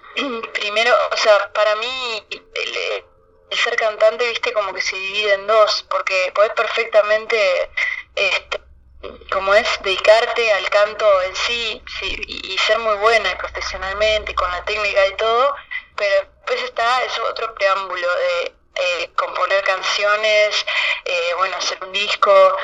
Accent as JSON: {"language": "Spanish", "town": "Tarariras", "region": "Colonia", "country": "Uruguay", "said": "Yo soy de Tarariras y bueno, por allá siempre se escuchó mucho rock argentino"}